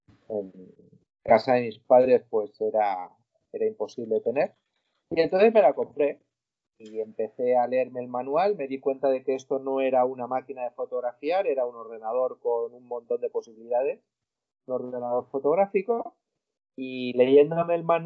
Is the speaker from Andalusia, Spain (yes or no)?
no; Valencia, Valencian Community, Spain; de Valencia.